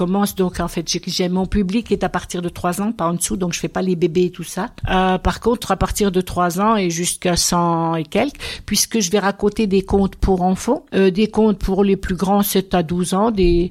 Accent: Golbey, Grand Est, France; j'ai fait toute ma carrière en Alsace, mais je suis originaire de Golbey dans les Vosges, donc je suis revenue il y a 3 ans dans les Vosges

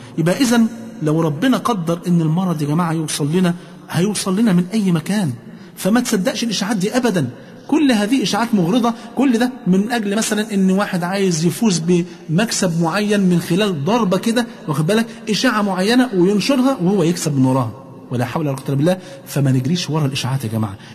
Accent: Egypt; ونسأل الله عز وجل أن يحفظ بلادنا مصر وكل بلاد

